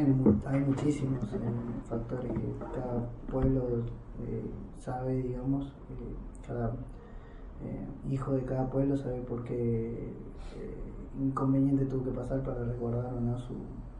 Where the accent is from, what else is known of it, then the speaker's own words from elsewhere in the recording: Argentina; Yo fui criado como un argentino más prácticamente y mi recuperación identitaria la empecé hace un poco, hace 3 o 4 años